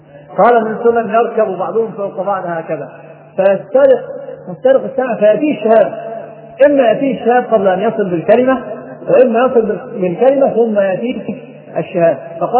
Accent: Egypt; ناس عندنا في مصر

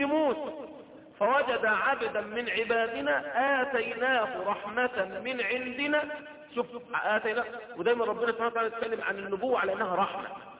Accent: Egypt; اللي هم ربما اللي بيسموها دلوقتي منطقه عندنا في مصر في سيناء

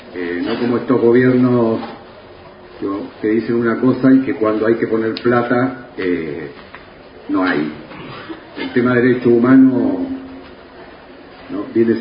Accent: Chile; now in Argentina; en 44 años de destierro en esta patria argentina, yo soy chileno

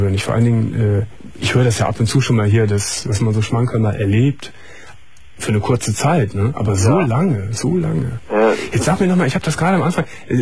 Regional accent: Gummersbach, North Rhine-Westphalia, Germany; ich weiß noch, in Gummersbach, ich komme ja aus Gummersbach.

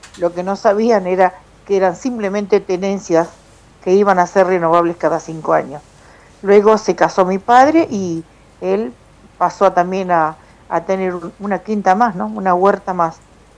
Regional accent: Buenos Aires, Argentina; born there; Y yo nací en Pereira, así que soy hija de los primeros pobladores del parque.

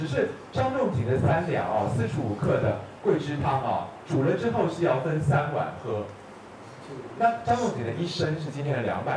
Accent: Taiwan; 因为我们台湾人的那个1钱是3.75克

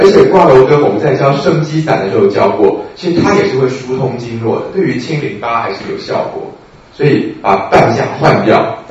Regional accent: Taiwan; 因为我们台湾人真的习惯了柴胡的用量大概3000-2000吧

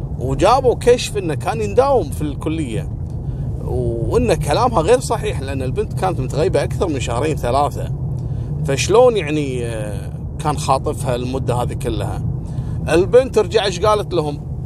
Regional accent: Kuwait; طبعا قضية خطف احنا عندنا في الكويت معروفة القصة هذه

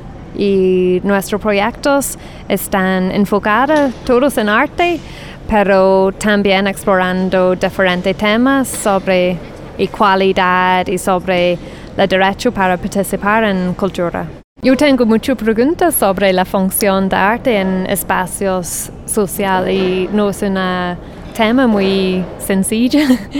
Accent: Ireland; Spanish is a second language; soy irlandesa. Y en Irlanda estoy trabajando en un centro cultural

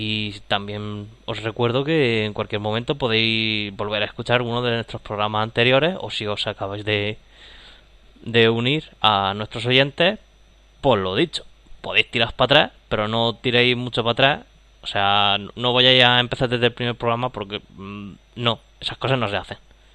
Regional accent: Region of Murcia, Spain; vuestro murciano favorito.

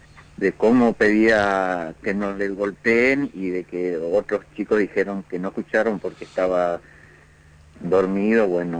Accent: Misiones, Argentina; moved away; Estamos acá siempre, desde que vine de Misiones estoy acá en esta casa, y ahí estamos con mi familia.

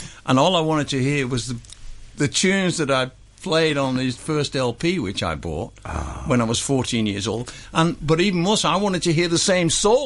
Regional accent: United Kingdom; being British

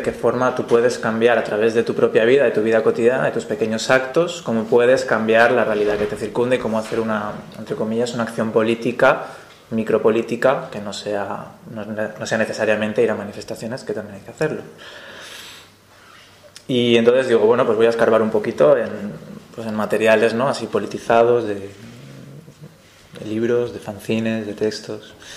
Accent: Valencia, Valencian Community, Spain

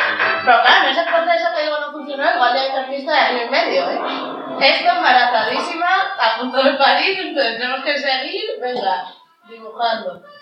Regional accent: Arriondas, Asturias, Spain; un personaje de mi infancia en Arriondas

